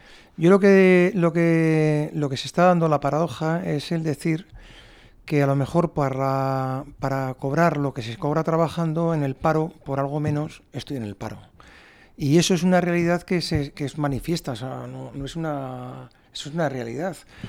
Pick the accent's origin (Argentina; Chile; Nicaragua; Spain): Spain; Navarre; me podrá fastidiar como ciudadano navarro